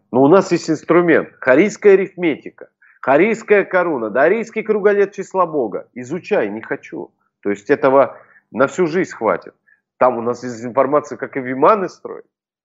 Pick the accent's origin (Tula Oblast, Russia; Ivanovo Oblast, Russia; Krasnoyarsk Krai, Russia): Krasnoyarsk Krai, Russia; А я, представляешь, вырос на Крайнем Севере, на полуострове Таймыр.